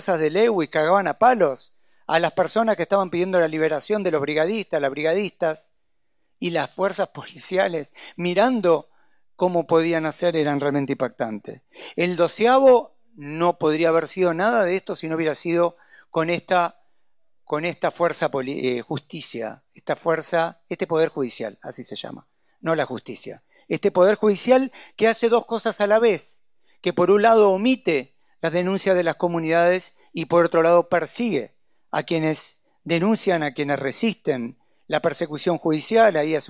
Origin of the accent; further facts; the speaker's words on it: Buenos Aires, Argentina; Yo soy porteño y quiero una Buenos Aires vivible.